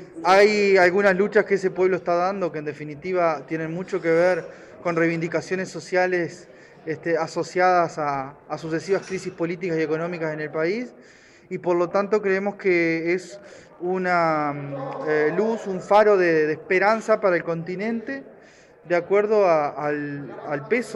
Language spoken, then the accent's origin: Spanish; Uruguay; como parlamentario uruguayo